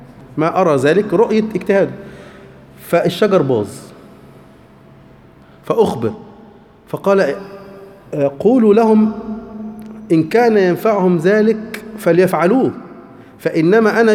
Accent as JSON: {"language": "Arabic", "country": "Egypt", "said": "هو على فكرة حيوان مش موجود عندنا في مصر"}